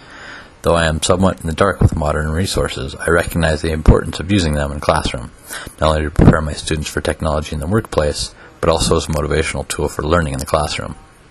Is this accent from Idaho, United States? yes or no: no; Whitefish, Montana, United States; I am originally from Whitefish, Montana, 15 miles up the road, and love being in the valley I grew up.